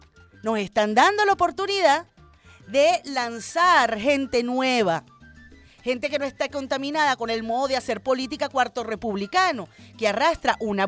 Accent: Venezuela; como ciudadana venezolana, como patriota

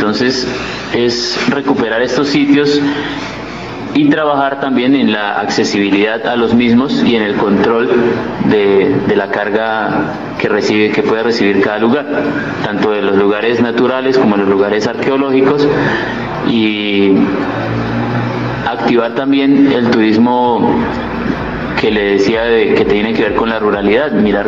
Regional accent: San Francisco, Cundinamarca, Colombia; nosotros, los mismos que estamos aquí, que somos de acá de San Francisco, nos enamoremos. Porque sí, no, o sea, como nacimos en el paraíso, no nos damos cuenta que vivimos en él.

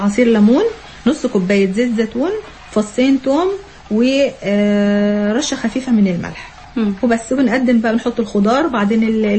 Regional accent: Egypt; والله حتى لو مالي بالثوم عندنا في مصر

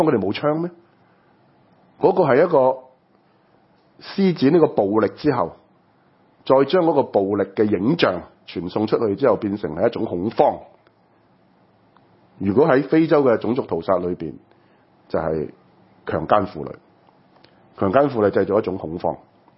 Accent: Hong Kong; 就係我哋香港人應該點呢？

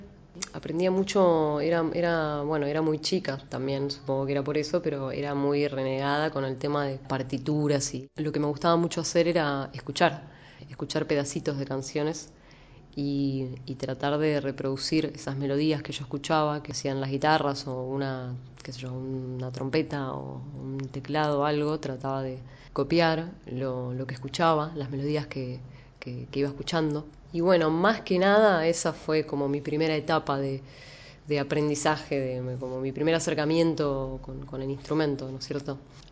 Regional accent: Viedma, Río Negro, Argentina; tengo casi 34 años. Soy la menor de dos hermanas, nacida y criada en Viedma, Río Negro.

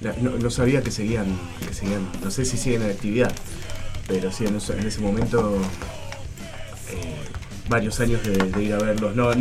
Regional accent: Berazategui, Buenos Aires Province, Argentina; Él es de Monte Grande y yo soy de Brazate.

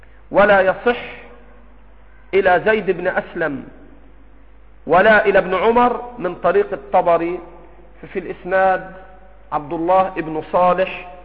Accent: Egypt; في مثل بلدنا مصر

